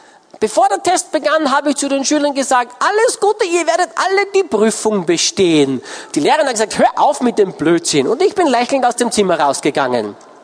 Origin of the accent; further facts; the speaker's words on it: Austria; ich bin Österreicher